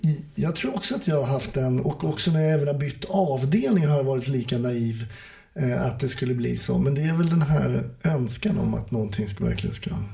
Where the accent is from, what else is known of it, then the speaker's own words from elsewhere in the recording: Stockholm, Stockholm County, Sweden; jag som är stockholmare var ju kvar i samma stad.